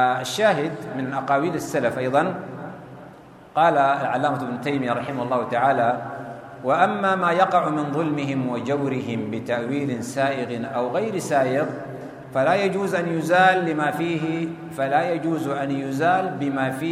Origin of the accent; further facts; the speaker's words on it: Sudan; في بلدنا السودان